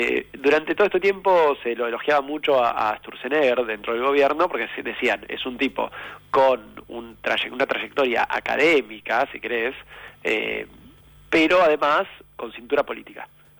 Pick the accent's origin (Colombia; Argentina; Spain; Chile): Argentina; como argentinos y argentinas, decidimos votar un gobierno distinto